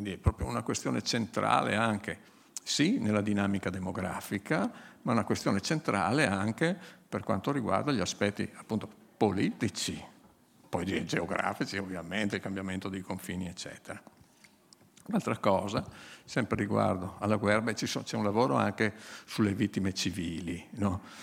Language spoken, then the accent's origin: Italian; Friuli-Venezia Giulia, Italy; io sono friulano, faccio sempre i confronti col Friuli, e diciamo nel comune, dove, nel paese dove vivevo io